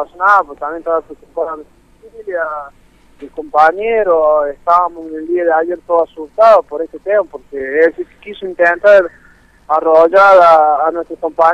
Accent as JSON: {"language": "Spanish", "town": "Villa Mercedes", "region": "San Luis", "country": "Argentina", "tie": "born there", "said": "soy nacido acá en Villa Mercedes"}